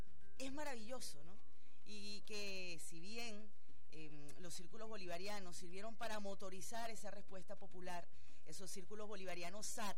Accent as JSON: {"language": "Spanish", "country": "Venezuela"}